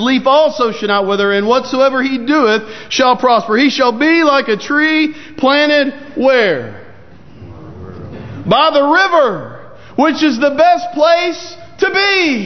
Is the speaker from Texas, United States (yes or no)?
yes; Lake Jackson, Texas, United States; also born or lived in Clute; In my hometown of Clute/Lake Jackson, Texas, the Christian bookstore there had to quit taking checks